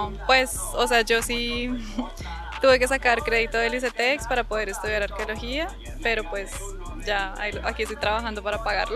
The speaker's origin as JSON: {"language": "Spanish", "region": "Bogotá", "country": "Colombia", "said": "yo soy de Bogotá."}